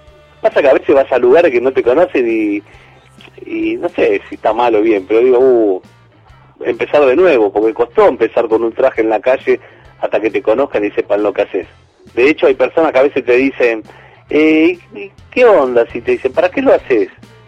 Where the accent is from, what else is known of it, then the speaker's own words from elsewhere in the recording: Aldo Bonzi, Buenos Aires Province, Argentina; born there; now in Lanús, Argentina; yo empecé en Aldobonzi, que es un barrio chico donde yo nací, pero es chico, ¿viste? Es como que mantiene así, como parece un pueblo, pero está acá cerca, ¿viste? De Capital y de Lanús, donde vivo yo.